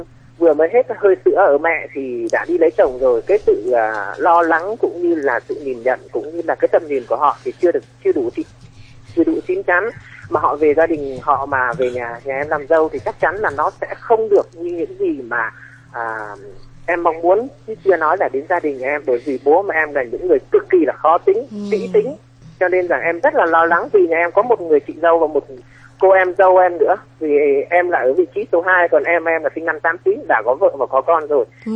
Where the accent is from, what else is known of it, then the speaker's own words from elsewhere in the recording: Thanh Hoa, Vietnam; now in Hanoi, Vietnam; em thì lớn lên ở Thanh Hóa và hiện tại thì em đang làm ở Hà Nội ạ.